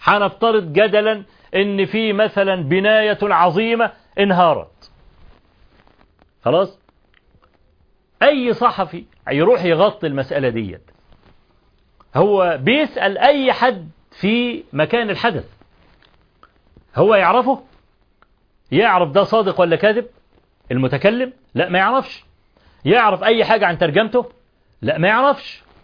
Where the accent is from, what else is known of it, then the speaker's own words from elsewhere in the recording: Egypt; طبعا احنا كمصريين